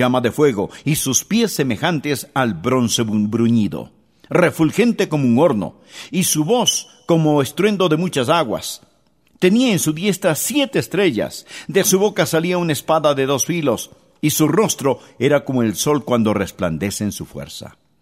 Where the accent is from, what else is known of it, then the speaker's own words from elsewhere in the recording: West Palm Beach, Florida, United States; Yo crecí en West Palm Beach, en la Florida, y nosotros no teníamos mucho dinero para gastarlo en refrescos o gaseosas.